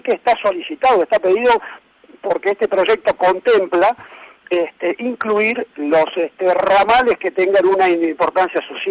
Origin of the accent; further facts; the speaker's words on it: Argentina; lo que nosotros conocemos como argentinos